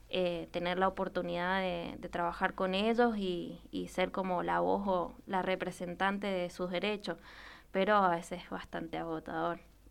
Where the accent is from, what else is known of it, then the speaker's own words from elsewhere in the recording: Colonia, Uruguay; Soy de Colonia, Corralito.